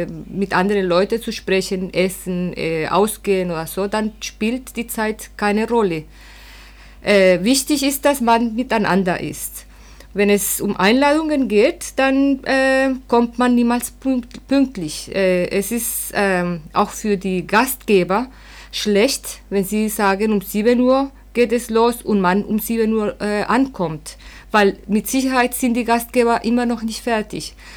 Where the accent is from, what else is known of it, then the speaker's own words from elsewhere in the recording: Colombia; ich komme aus Kolumbien